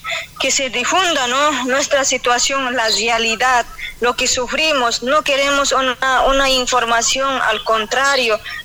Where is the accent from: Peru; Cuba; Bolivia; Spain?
Bolivia; Somos bolivianos, hombres y mujeres, tenemos derecho